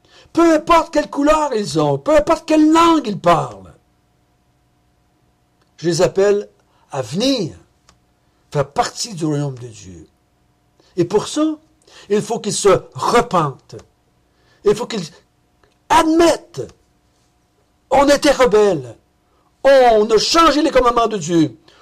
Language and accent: French; Quebec, Canada; moi je suis un Québécois pur laine, descendance française et amérindienne. Je ne suis pas un juif, moi.